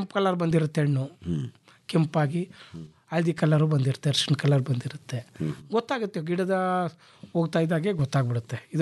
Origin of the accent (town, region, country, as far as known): Basapura, Karnataka, India; born or raised there